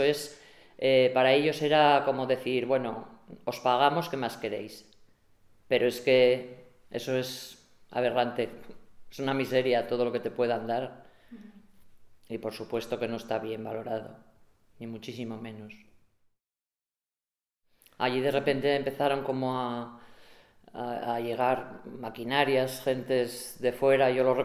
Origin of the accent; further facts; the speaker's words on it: Begamián, Castile and León, Spain; born there; hace poco me fijo que me ponen que soy nacida en Boñar. Entonces, yo siempre seré nacida en Begamián. No tiene nada que ver.